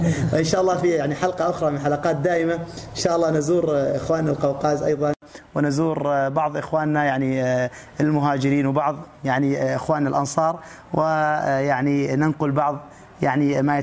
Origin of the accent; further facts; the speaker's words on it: Mecca, Makkah Province, Saudi Arabia; now in Syria; أنا كمهاجر جئت من مكة